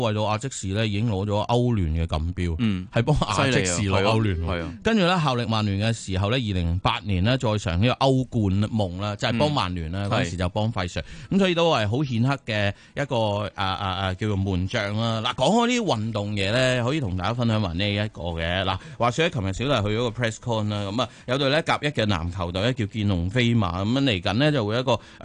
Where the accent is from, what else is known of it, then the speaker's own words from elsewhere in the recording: Hong Kong; 我自己都系一个土生土长嘅香港人咧。